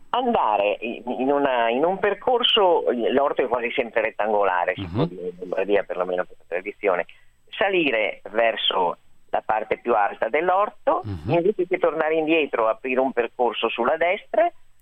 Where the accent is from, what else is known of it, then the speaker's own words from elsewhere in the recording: Milan, Lombardy, Italy; sono nata a Milano, sono cresciuta a Milano in un'altra città anche, ma insomma sono stata sempre molto molto cittadina